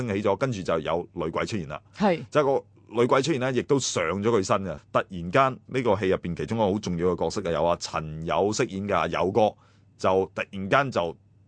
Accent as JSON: {"language": "Cantonese", "country": "Hong Kong", "said": "我哋香港人係創造咗整個殭屍世界嘅。"}